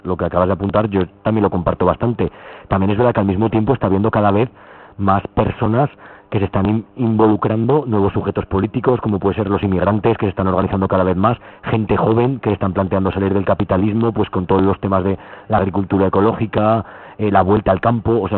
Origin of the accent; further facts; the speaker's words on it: Zaragoza, Aragon, Spain; nosotros que somos de Zaragoza, pues se ve la ciudad llena de gente tomando granizados y paseando